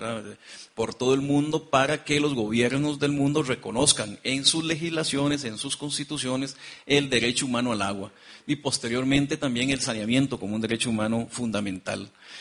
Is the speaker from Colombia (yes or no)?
no; Costa Rica; hablo portugués, yo vengo de Costa Rica